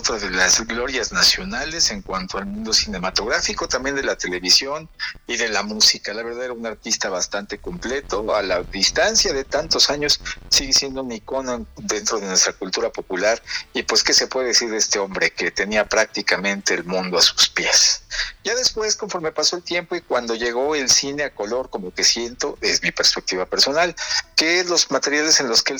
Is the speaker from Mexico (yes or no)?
yes; Mexico; como buenos mexicanos